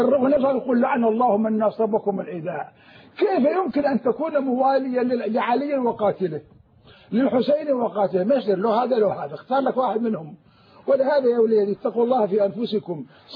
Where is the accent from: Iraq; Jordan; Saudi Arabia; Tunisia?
Iraq; Anbar; أنا من أهل الأنبار